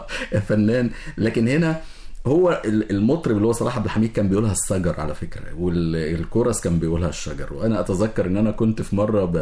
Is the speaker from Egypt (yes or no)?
yes; Egypt; وفي أحضاننا كمصريين